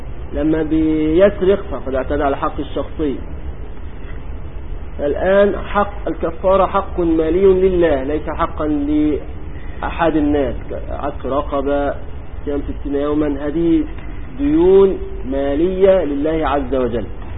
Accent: Egypt; كان عندنا في مصر قديما يقولون

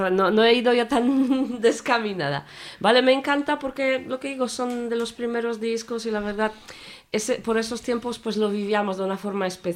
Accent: Poland; yo crecí en Polonia comunista, entonces era un poco diferente

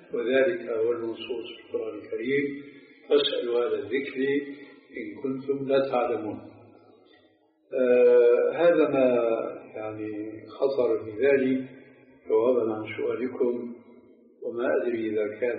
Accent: Syria; كما يقال عندنا في سوريا

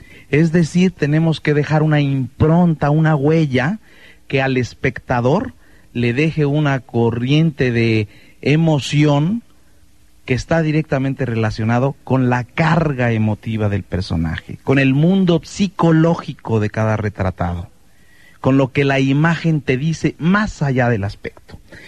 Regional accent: Mexico City, Mexico; Yo nací en el Distrito Federal. Nací, crecí y me eduqué la primera parte de mi vida en el Distrito Federal. Soy hijo de una familia chiapaneca. Mi padre era de San Cristóbal Las Casas, mi madre era de Pichucalco.

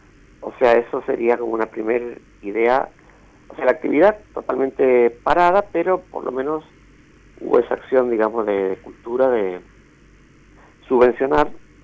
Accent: Mendoza, Argentina; ando por esta zona, por el valle de Río Negro, hace varios años viviendo acá. Pero soy mendocino de origen, con mucho orgullo.

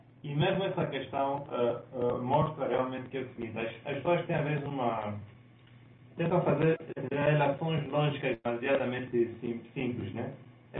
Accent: Angola; eu sou angolano

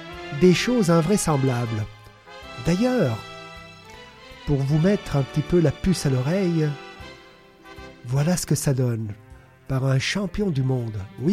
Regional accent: Italy; born there; je la consacre à mon pays natal, l'Italie

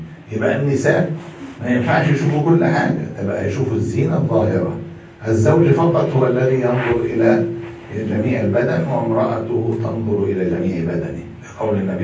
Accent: Egypt; وموجود عندنا في مصر

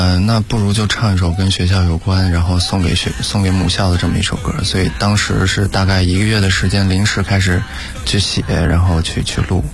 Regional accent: Xinjiang, China; 第一场的个人演出一定要回自己的家乡做。我对，因为我是来自新疆的嘛，然后我对新疆是非常有感情的

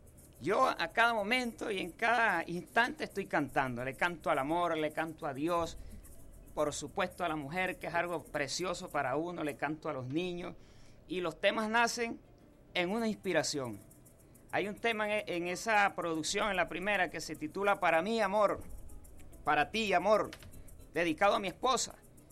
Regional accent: Achaguas, Apure, Venezuela; Apure, de Achaguas. Criollito, más criollo que un saco de tusa, como se dice. Y siempre manteniendo mi dialecto y mi humildad de campesino, pues.

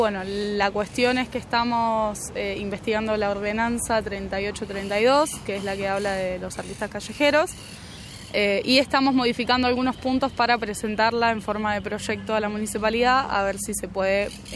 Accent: Mar del Plata, Buenos Aires Province, Argentina; now in Carlos Paz, Argentina; tengo 21 años, yo nací en Mar del Plata y hace 2 meses que estoy acá en Carlos Paz.

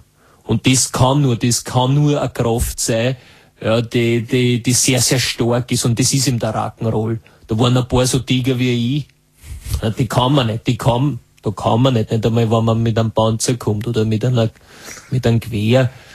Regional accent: Vienna, Austria; und ich war aus Wien noch dazu.

